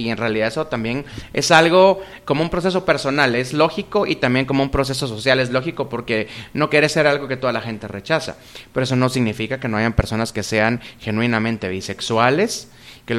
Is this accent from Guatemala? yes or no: yes; Guatemala; born there; todos pertenecemos a un accidente geográfico llamado Guatemala, porque por casualidad aquí nacimos